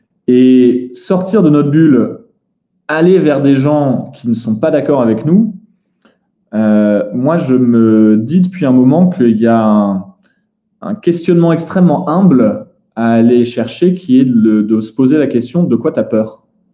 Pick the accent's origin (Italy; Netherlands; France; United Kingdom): Netherlands; Moi, j'ai grandi aux Pays-Bas.